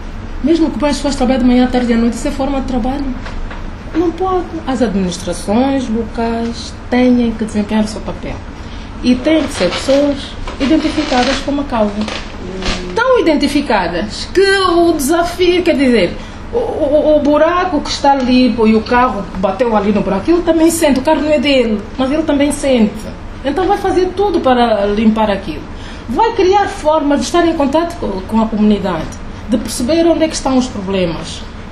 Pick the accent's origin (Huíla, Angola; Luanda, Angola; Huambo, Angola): Luanda, Angola; como é o caso do bairro popular Neves Bendia, onde eu cresci, onde eu passei parte da minha juventude.